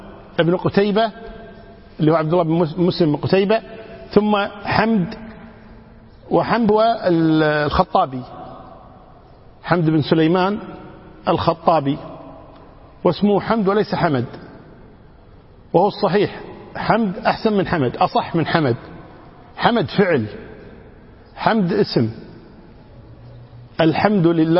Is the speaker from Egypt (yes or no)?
no; Kuwait; إحنا عندنا مثل من الكويت يقول